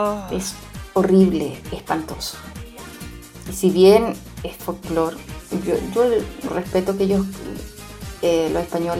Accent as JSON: {"language": "Spanish", "country": "Chile", "lives_now": "Spain", "said": "desde mi punto de vista como chilena"}